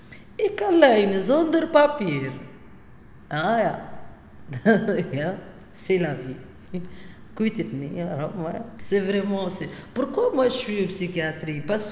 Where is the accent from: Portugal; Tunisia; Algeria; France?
Tunisia; now in Blankenberge, Belgium; Je suis tunisienne, j'habite à Blankenberg.